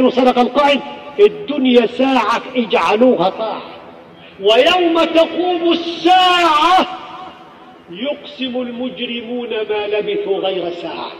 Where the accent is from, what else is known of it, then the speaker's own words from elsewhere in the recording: Egypt; ويتعالجوا عندنا في مصر مساكين